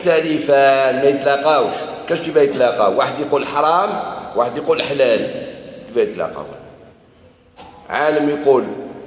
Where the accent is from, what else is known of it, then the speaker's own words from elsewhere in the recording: Algeria; احنا احنا جزائريين